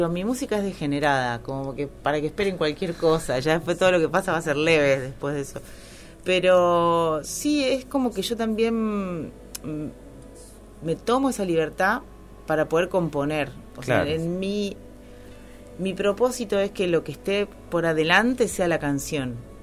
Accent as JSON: {"language": "Spanish", "region": "Córdoba", "country": "Argentina", "said": "por eso no tengo tonada cordobesa, pero, pero soy cordobesa."}